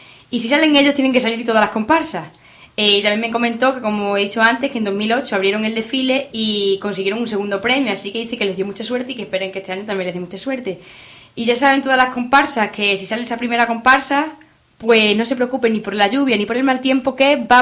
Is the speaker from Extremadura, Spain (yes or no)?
yes; Alange, Extremadura, Spain; yo personalmente tengo el desfile en Alange, en mi pueblo